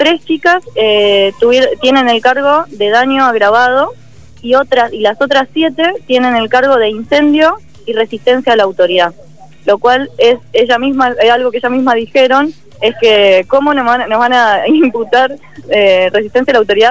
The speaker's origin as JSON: {"language": "Spanish", "town": "La Plata", "region": "Buenos Aires Province", "country": "Argentina", "said": "yo tengo una matrícula de la provincia de Buenos Aires, yo soy de La Plata"}